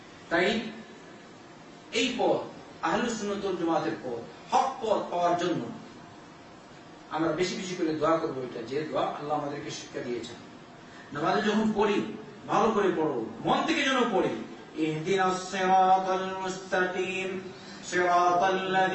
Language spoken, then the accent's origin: Bangla; Bangladesh